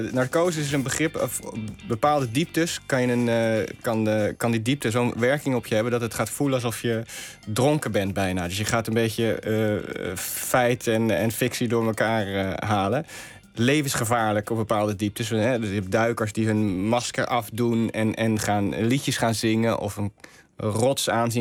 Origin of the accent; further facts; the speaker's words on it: South Holland, Netherlands; also born or lived in Rotterdam; Ik ben geboren in Rotterdam, maar opgegroeid in het dorpje in Zuid-Holland. En als student heb ik in Feyenoord gewoond, ja.